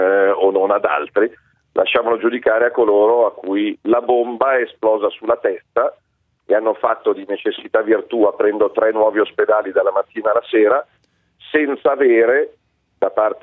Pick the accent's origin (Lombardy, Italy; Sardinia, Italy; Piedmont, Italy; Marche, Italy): Lombardy, Italy; perché io non capisco da italiano, non da lombardo, da italiano